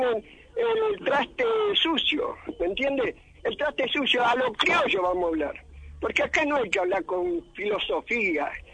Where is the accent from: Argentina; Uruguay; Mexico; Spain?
Argentina; Somos argentinos y tenemos derecho.